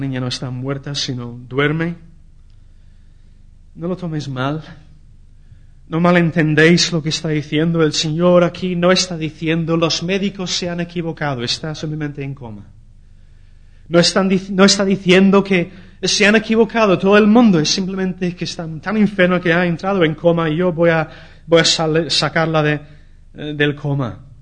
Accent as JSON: {"language": "Spanish", "region": "England", "country": "United Kingdom", "second_language": "Spanish", "lives_now": "Spain", "said": "En mi país, en Inglaterra, la cultura es muy diferente. Por ejemplo, a la cultura aquí en España"}